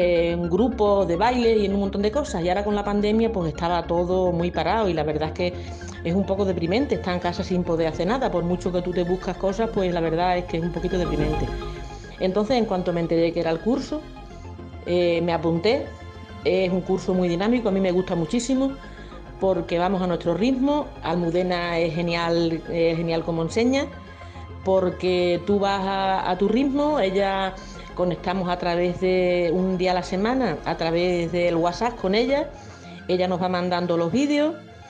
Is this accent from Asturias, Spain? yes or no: no; Alburquerque, Extremadura, Spain; soy de Alburquerque